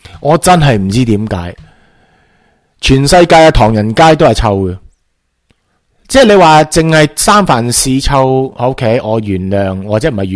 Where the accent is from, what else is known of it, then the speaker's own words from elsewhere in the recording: Hong Kong; 就算系我哋香港人都好啦，系咪就系觉得自己就真系咁醒咧？